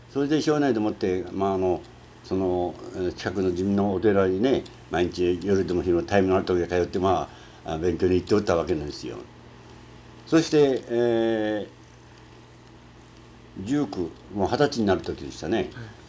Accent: Chiba, Japan; 葉県です。

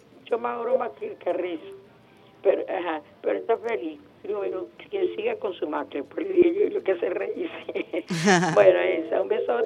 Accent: Caracas, Capital District, Venezuela; Yo soy caraqueña, no nací maternidad, porque todos nosotros nacimos con partera.

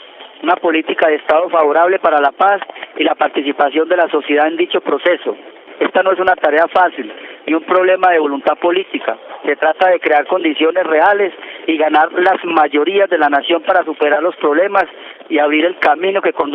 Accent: Colombia; Como muchos colombianos herederos de Camilo, reivindicamos su pensamiento

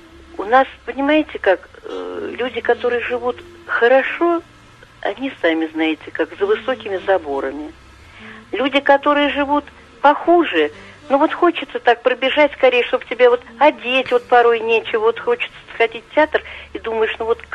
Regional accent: Moscow, Russia; я жила в коммуналке, много лет я коренная москвичка.

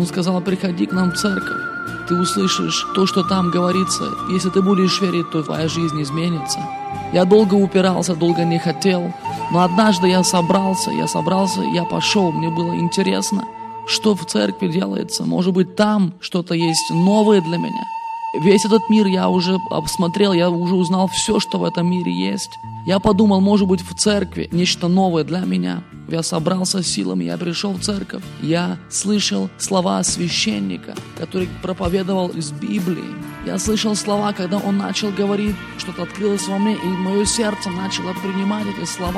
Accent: Moldova; я сам приехал из Молдавии. Многие сейчас приезжают с целью заработать деньги.

